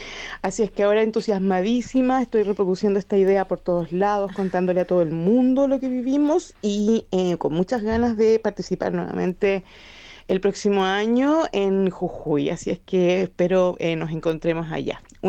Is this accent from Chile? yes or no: yes; Chile; soy chilena, vivo en Ainilmapu, que bueno, en español es la tierra de Valdivia, en el sur.